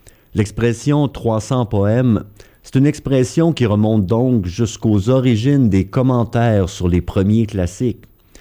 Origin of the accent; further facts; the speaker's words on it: Quebec, Canada; accent: Québécois; déformée par mon accent québécois, bien sûr